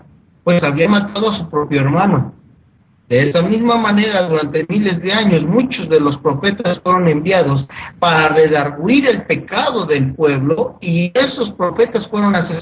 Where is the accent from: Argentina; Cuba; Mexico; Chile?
Mexico; En mi país, en México